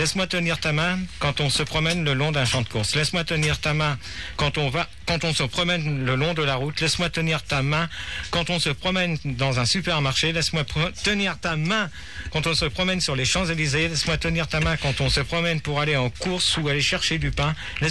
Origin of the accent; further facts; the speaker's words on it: Paris, Île-de-France, France; non, je suis parisien.